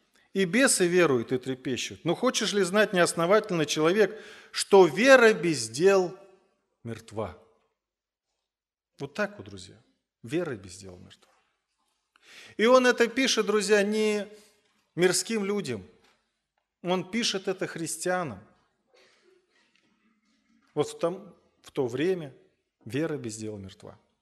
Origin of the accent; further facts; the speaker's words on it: Voronezh, Voronezh Oblast, Russia; переехал обратно в родной город, город Воронеж.